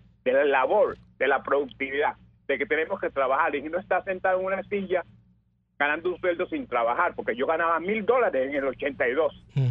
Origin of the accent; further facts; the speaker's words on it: Venezuela; now in Pennsylvania, United States; yo salí corriendo de Venezuela en el 83